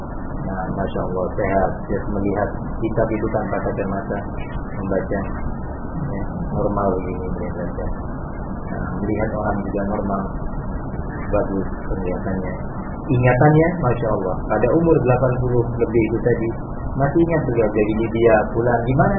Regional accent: Indonesia; Kita dari Indonesia kurang lebih 30 orang.

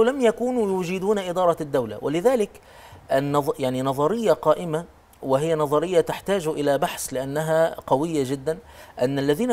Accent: Egypt; نحن عندنا في مصر

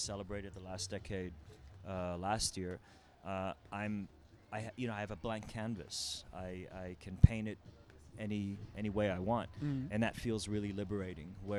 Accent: Iran; moved away; I came from Iran, yeah.

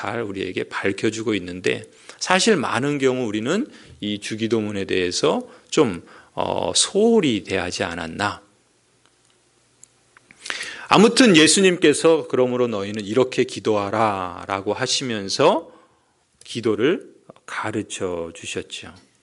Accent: Seoul, South Korea; also born or lived in Chungcheong; 제가 저희 고향은 충청도고 저는 서울 사람인데

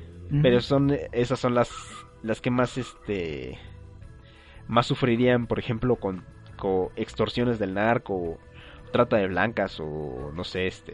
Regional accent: Mexico; nosotros como mexicanos se nos hace un poco más fácil tramitar una visa

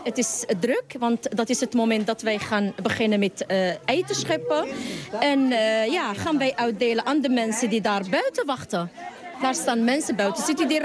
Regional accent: Morocco; now in Netherlands; Ik ben uit Marokko naar Nederland gekomen.

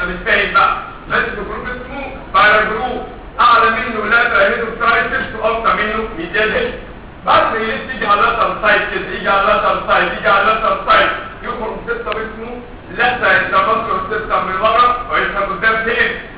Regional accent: Egypt; احنا كمصريين بنتحط جدا الى مثل اسوء الاستحاله.

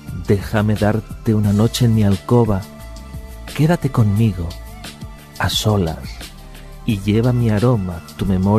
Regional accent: San Sebastián, Basque Country, Spain; born there; Sí, por algo nací en San Sebastián.

